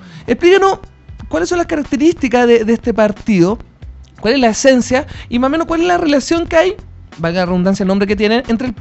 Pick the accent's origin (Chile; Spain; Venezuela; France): Chile; con todo este contexto nuevo político que estamos viviendo como chilenos